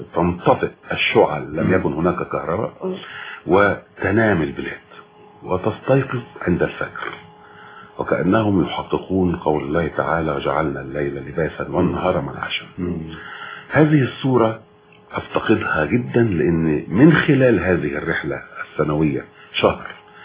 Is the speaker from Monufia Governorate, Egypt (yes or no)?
yes; Sobk El Dahak, Monufia Governorate, Egypt; كل أجازة صيف لابد أن نتجه إلى قريتنا في الريف ننقص هناك في محافظة المنوفية